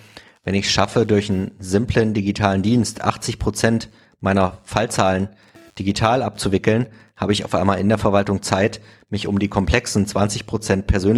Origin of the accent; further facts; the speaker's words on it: East Germany, Germany; Ich bin selbst im Osten aufgewachsen.